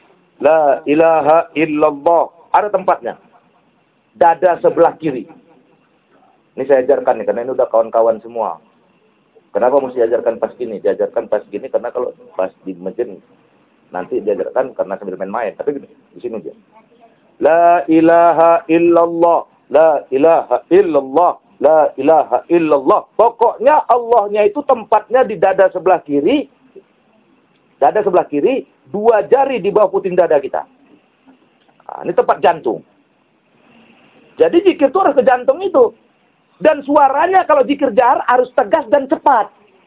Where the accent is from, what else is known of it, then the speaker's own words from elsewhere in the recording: Kuala Tanjung, North Sumatra, Indonesia; Ada lagi di kampung kami di Kuala Tanjung, tak perlu sholat lima waktu, katanya dalilnya.